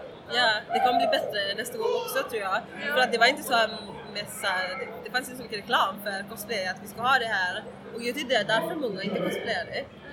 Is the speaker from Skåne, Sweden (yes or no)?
yes; Eslöv, Skåne, Sweden; Jag är egentligen från Eslöv som ligger i Skåne.